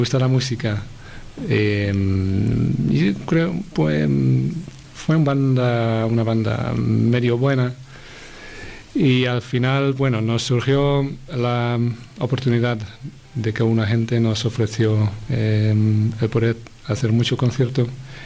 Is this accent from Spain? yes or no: no; Netherlands; Spanish is a second language; Pues de Holanda, como ya se puede detectar de mi acento. Aunque mucha gente piense que yo soy alemán